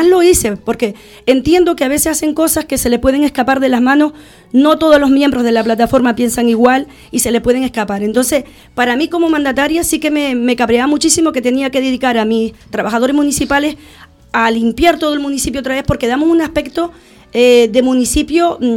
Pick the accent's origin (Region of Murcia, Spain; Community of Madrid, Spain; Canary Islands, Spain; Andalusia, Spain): Canary Islands, Spain; Los Silos; Porque yo soy una defensora nata de mi pueblo y siempre voy a buscar lo mejor para el pueblo mío.